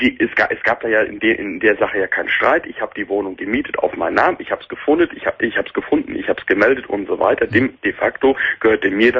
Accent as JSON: {"language": "German", "region": "North Rhine-Westphalia", "country": "Germany", "tie": "born there", "lives_now": "Cologne, Germany", "said": "Ich bin dann wieder zurück nach Köln gezogen. Ja. Ich bin zwar gebürtig aus dem Sauerland, aber in Köln habe ich mich wohlgefühlt."}